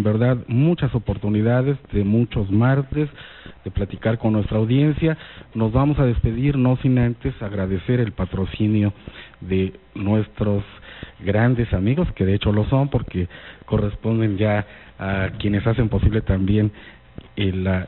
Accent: Mexico; y somos la cara de México. Somos lo que están viendo.

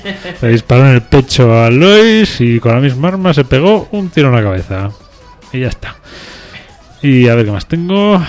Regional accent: Spain; Yo soy español.

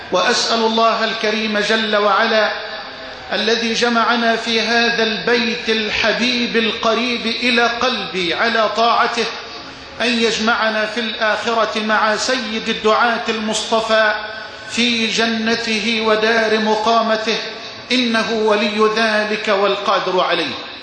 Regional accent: Dakahlia, Egypt; وأن يبارك أهل بلدتي وقرية الطيبة جموه الذي شاء الله لها أن تشرف وتكرم في أنحاء الأرض بفضله سبحانه

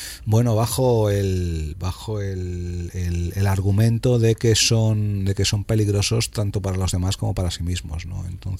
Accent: Spain; also born or lived in London; Hay cosas que no entiendo ya de mi país y luego soy más español que el jamón de pata negra en otras muchas cosas

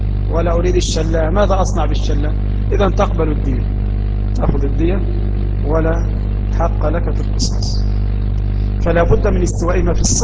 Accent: Egypt; وما يفيدنا كمصريين في دراسة هذا الكتاب

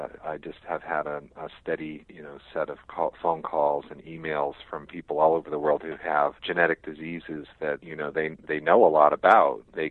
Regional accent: Azores, Portugal; I know I'm from the Azores and one quarter Italian, too

